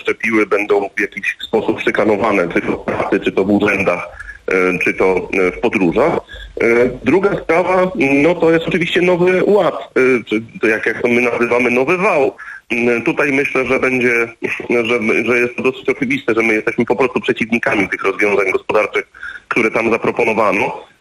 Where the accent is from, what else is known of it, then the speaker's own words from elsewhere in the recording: Gdynia, Pomeranian Voivodeship, Poland; no bo ja jednak jestem z Gdyni, więc operowałem w Trójmieście.